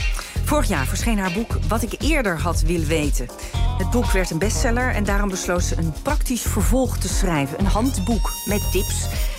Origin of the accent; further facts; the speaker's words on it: Rotterdam, South Holland, Netherlands; Dit geluid doet me denken aan mijn jeugd in Overschie.